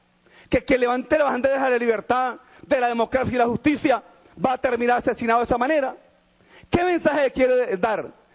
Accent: Venezuela; Quiero hacer esa reflexión como padre de familia, como venezolano

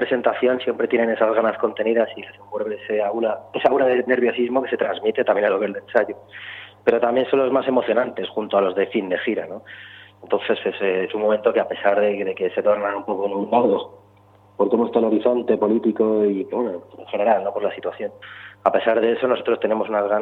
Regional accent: Cantabria, Spain; desde Barcelona, desde Cantabria, mi tierra

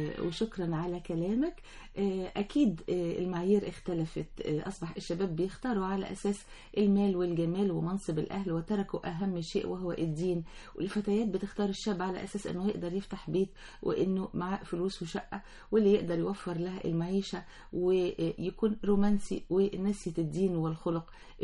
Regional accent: Upper Egypt, Egypt; عندنا في الصعيد ما زالت وللأسف بتسيطر علينا فكرة العائلات،

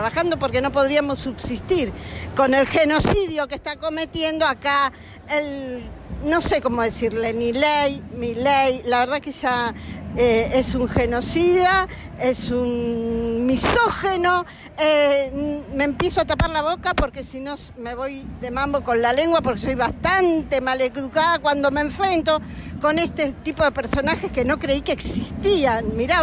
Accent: San Miguel, Buenos Aires Province, Argentina; Yo no soy de acá, soy de San Miguel, pero no importa, este va a ser siempre mi lugar, hace rato que es mi lugar.

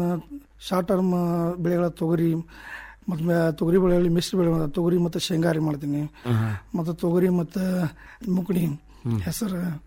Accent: Katharagrama, Karnataka, India; Indi taluk ಕಾತರಗ್ರಾಮ ನನ್ನೂರು.

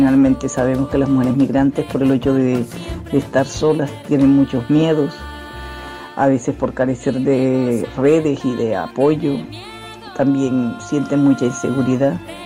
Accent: Colombia; now in Valencia, Spain; colombiana, 20 años viviendo en Valencia, psicóloga

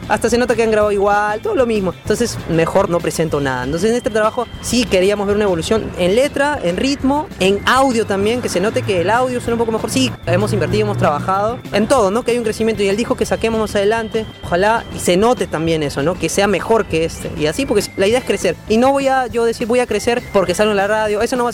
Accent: Peru; o más que todo de nosotros como peruanos

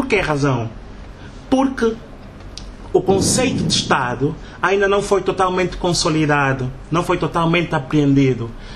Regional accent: Angola; Porque ainda não tomamos consciência que isso são questões de Estado e que nos tocam a todos nós como angolanos.

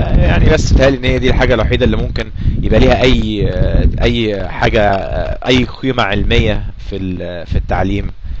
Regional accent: Egypt; ولكن في برضو مدارس بتعمل نفس اللي بيعملوه عندنا في مصر

